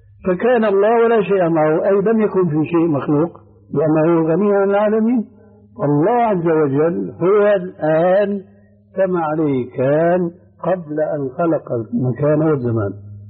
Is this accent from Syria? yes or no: yes; Syria; كما يقولون عندنا في الشام أدحاله.